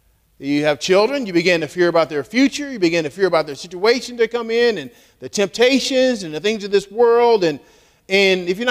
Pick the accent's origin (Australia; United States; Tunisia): United States; Texas; I'm from Texas, so I guess it's coming out tonight.